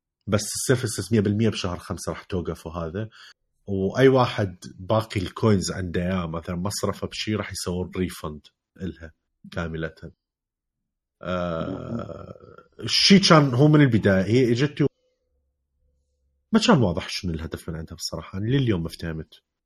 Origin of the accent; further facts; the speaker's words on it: Iraq; كعراقية كلية لدى حسة شوية نسبيا ضعيفة